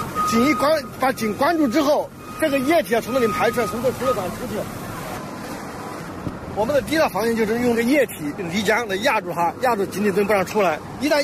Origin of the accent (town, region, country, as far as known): China